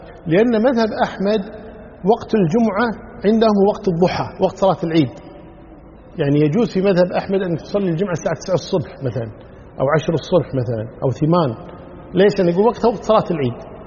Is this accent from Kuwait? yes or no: yes; Kuwait; صحيح بعض المساجد عندنا في الكويت هنا يخطبون قبل الزوال